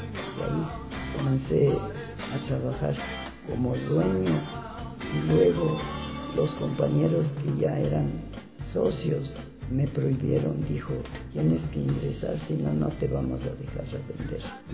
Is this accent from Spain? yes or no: no; Riobamba, Chimborazo, Ecuador; now in Quito, Ecuador; Señorita, yo soy de la provincia del Chimborazo, Riobamba.